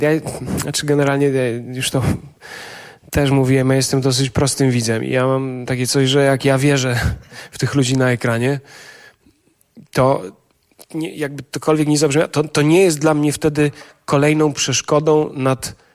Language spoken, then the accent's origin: Polish; eastern Poland, Poland; Ja jestem ze wschodniej Polski